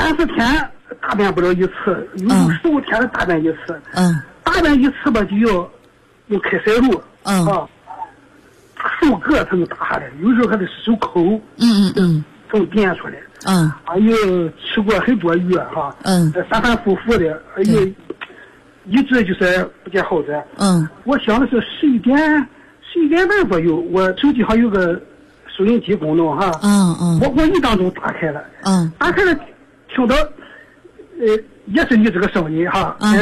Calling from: Qingdao, Shandong, China; 我是青岛的，山东青岛的

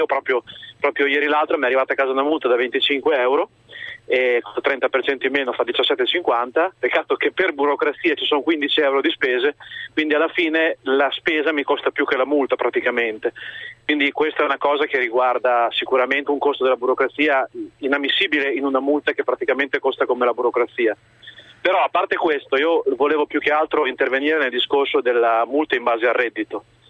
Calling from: Bologna, Emilia-Romagna, Italy; Buongiorno, salve, siamo da Bologna.

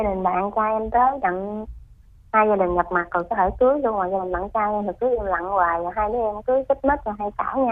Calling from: Dong Thap, Vietnam; em gọi tới từ Đồng Tháp.

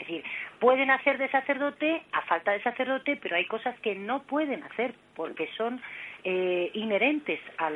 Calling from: Madrid, Community of Madrid, Spain; de Madrid.

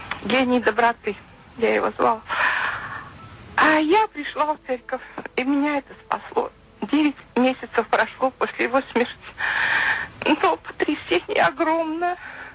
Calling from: Bryansk, Bryansk Oblast, Russia; Я звоню вам из Брянска. Мне 56 лет.

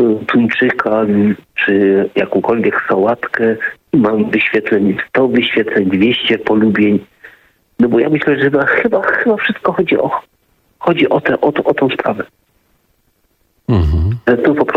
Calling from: Silesian Voivodeship, Poland; bo jestem ze Śląska, dzwonię

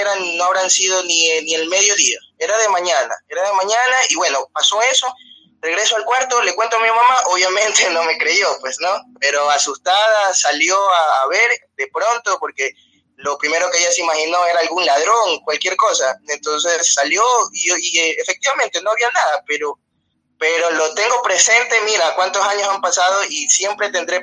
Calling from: Ecuador; te llamo desde Ecuador.

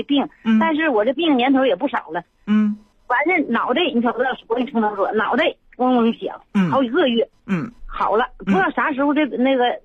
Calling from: Shenyang, Liaoning, China; 我是沈阳的朋友。

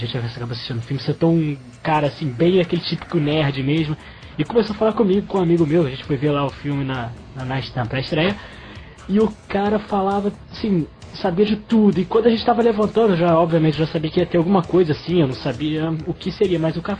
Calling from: Rio de Janeiro, Brazil; eu sou aqui do Rio de Janeiro

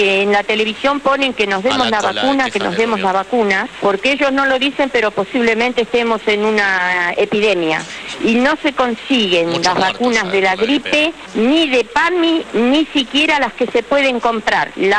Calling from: Lanús, Buenos Aires Province, Argentina; Hola, soy de Lanús

